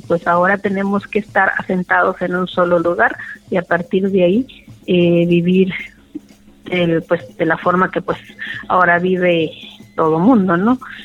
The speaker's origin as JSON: {"language": "Spanish", "town": "Loma de Bácum", "region": "Sonora", "country": "Mexico", "said": "pues vengo del pueblo yaqui, soy de Loma de Bacum."}